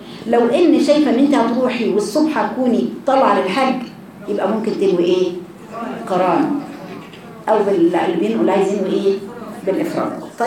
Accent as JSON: {"language": "Arabic", "country": "Egypt", "said": "يبقى احنا من اهل مصر ميقاتنا فين؟"}